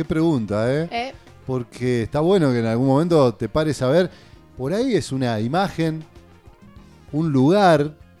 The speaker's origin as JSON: {"language": "Spanish", "town": "Paraná", "region": "Entre Ríos", "country": "Argentina", "tie": "born or raised there", "said": "que de chico, yo la recuerdo en mi casa, de chico, en Paraná"}